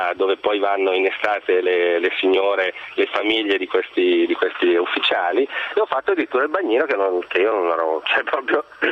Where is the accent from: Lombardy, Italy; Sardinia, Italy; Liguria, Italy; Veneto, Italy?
Lombardy, Italy; Io ho vissuto anche io in una caserma terribile in Calabria, io Brianzolo, bellino, ragazzino, giovane, 18 anni